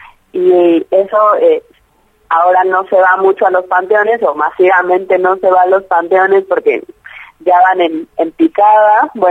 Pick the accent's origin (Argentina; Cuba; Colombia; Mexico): Mexico; moved away; yo crecí en México y la muerte no es un tabú.